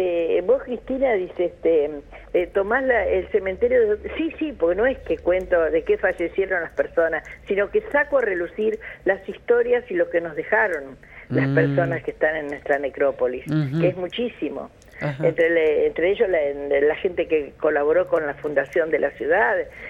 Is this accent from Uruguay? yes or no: yes; Uruguay; now in La Plata, Argentina; que yo no soy argentina, yo soy uruguaya.